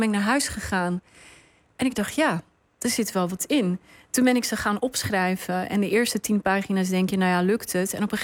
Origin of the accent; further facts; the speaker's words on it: Netherlands; ik ben ook deel van dit land, ik ben ook Nederlander, ik ook